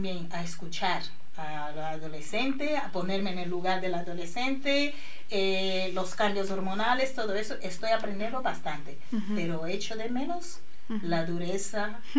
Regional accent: Angola; now in Spain; la sanidad en España, que puede tener sus pros y contras, pero para mí siempre es mejor que la de mi país, Angola, ¿vale? Entonces tener a mi hija aquí aparte fue un poco un shock, porque me hubiera gustado tener en mi tierra, con mi familia

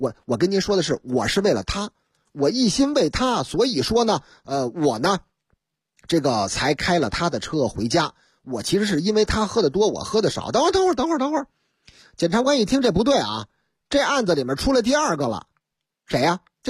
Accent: Northeast China, China; 可不就是我老家的事儿吗？东北嘛，东北人就好泡个澡。

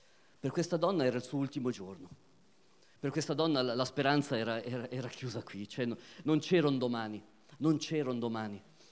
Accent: Switzerland; mio padre è di Matera, originario di Matera, mia mamma è di Catania, però io sono nato e vissuto in Svizzera e l'Italia comunque l'ho nel cuore

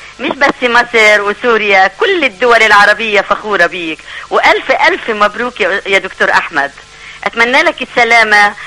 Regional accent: Syria; وبعدين انا من سوريا ومن جماعتك

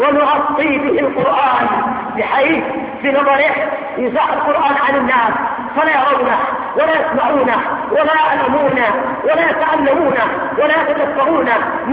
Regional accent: Yemen; بالنسبة عندنا في اليمن القاف ضيع المسلمين،

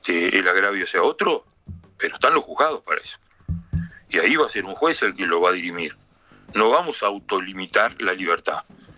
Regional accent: Uruguay; Yo como uruguayo prefiero no escucharlo ni verlo

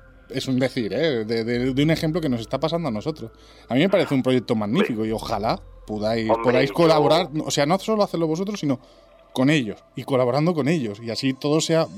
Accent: Spain; hacia nosotros mismos, como españoles

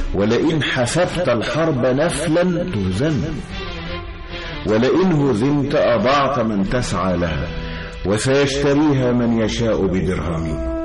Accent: Egypt; وقريتنا قريبة من النيل، كنا نذهب إلى النيل أيضا نصطاد السمك

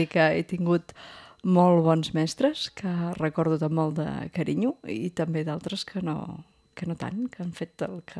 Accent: Anglès, Catalonia, Spain; Bé, jo vaig néixer a Anglès i vaig anar a l'escola de les monges.

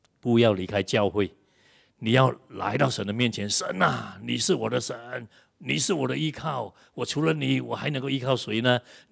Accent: Malaysia; 人怎么人看到我们的国家，哎，真是充满了那种的黑暗的贪污各方面

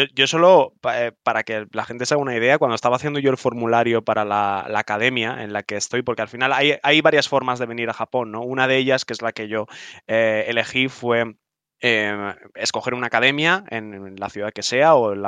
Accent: Salamanca, Castile and León, Spain; moved away as an adult; now in Japan; yo por aquel entonces ya estaba en Madrid, pues yo soy de Salamanca y yo he vivido toda mi vida en Salamanca, y yo por aquel entonces ya estaba en Madrid preparándome para irme. Me fui en marzo

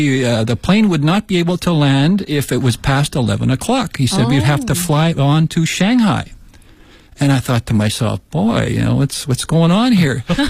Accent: Canada; now in Beijing, China; I come from Canada. I work for a small American engineering and equipment sales company here in Beijing. Been here now this time since 2007. It's close to 11 years.

